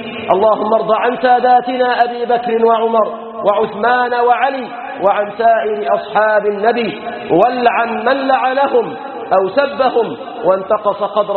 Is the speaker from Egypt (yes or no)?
yes; Egypt; اللهم أصلح شأننا في بلادنا مصر، اللهم احفظنا واحفظ بلادنا من كل فتنة وسوء